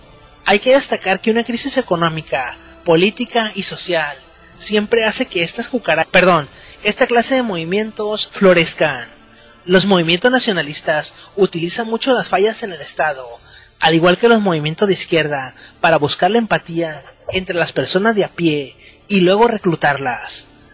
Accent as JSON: {"language": "Spanish", "country": "Mexico", "said": "Imaginen la ironía de afirmar que los mexicanos, una minoría que somos perseguidos como latinos en Estados Unidos o a otros países en donde vamos, se nos trate de perseguir y discriminar"}